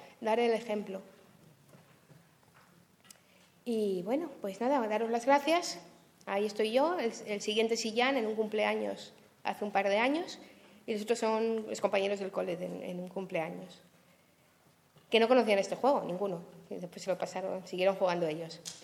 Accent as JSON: {"language": "Spanish", "region": "Asturias", "country": "Spain", "said": "es que vengo de Asturias y allí lo del sol está un poco complicado."}